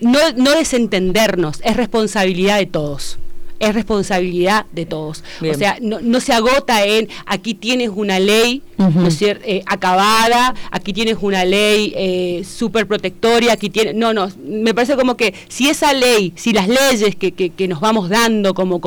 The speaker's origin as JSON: {"language": "Spanish", "country": "Argentina", "said": "el gran hito que tenemos nosotros como argentinos"}